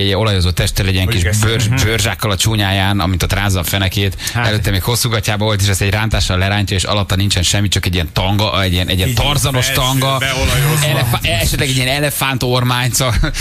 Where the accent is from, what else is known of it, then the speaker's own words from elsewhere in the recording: Eger, Heves, Hungary; Egyébként egri vagyok.